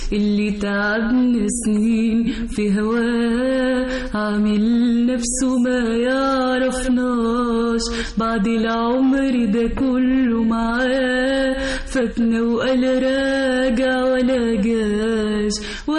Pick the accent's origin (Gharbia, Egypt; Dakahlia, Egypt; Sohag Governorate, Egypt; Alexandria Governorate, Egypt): Alexandria Governorate, Egypt; Alexandria; now in Cairo, Egypt; أنا أول نشأت تعلمت في اسكندرية، بحر اسكندرية هو اللي خلاني بقيت في المكان اللي أنا فيه دلوقتي ده.